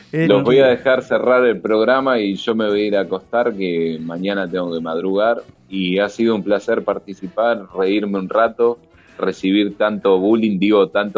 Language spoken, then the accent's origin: Spanish; Florencio Varela, Buenos Aires Province, Argentina; Yo soy de Varela